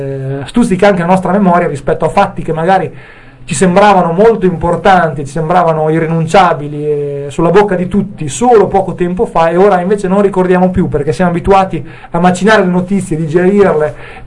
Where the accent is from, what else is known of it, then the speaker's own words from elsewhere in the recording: Emilia-Romagna, Italy; No, Romagna, io sono romagnolo